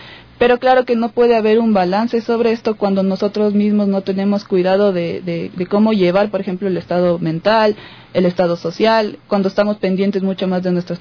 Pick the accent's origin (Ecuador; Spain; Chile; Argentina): Ecuador; uno de los problemas esenciales que tenemos nosotros como cultura ecuatoriana